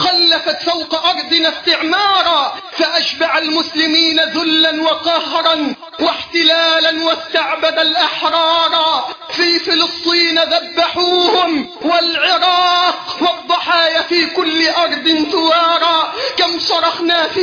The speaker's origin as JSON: {"language": "Arabic", "country": "Egypt", "said": "اللهم احفظ بلدنا مصر من كل سوء وسائر بلاد"}